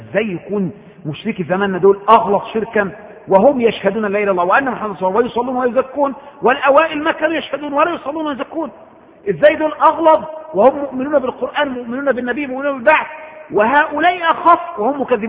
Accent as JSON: {"language": "Arabic", "country": "Egypt", "said": "وده احنا كإخوة مصريين كلنا يعني، وانا واحد منكم،"}